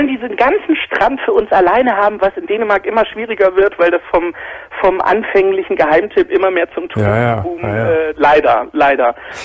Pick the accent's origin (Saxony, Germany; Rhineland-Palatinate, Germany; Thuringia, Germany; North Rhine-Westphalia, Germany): Saxony, Germany; Dresden; born there; Ich bin sogar in Dresden geboren.